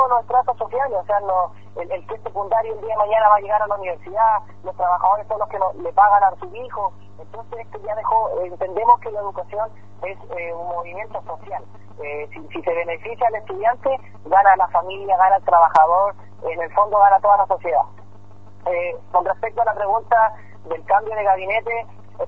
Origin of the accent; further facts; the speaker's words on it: Chile; esa es un poco la problemática que tenemos como estudiantes chilenos